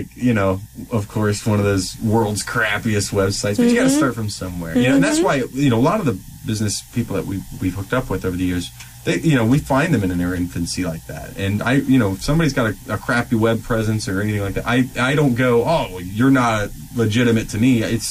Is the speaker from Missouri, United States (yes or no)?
no; Columbus, Ohio, United States; He had a studio up north in Ohio. I grew up in the Columbus area